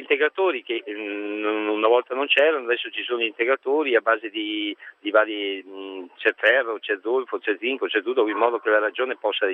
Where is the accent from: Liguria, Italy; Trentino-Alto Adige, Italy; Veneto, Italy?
Veneto, Italy; Venice; now in Rome, Italy; Io sono da Venezia, sono venuto qui a Roma